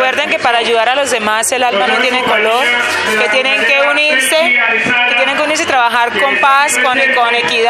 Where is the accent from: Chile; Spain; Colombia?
Colombia; Cúcuta, Norte de Santander; now in Bogotá, Colombia; yo soy de Soacha prácticamente, soy de Cúcuta, pero cuando llegué a Bogotá empecé a vivir acá y recuerdo muchas cosas. Y yo soy de Colombia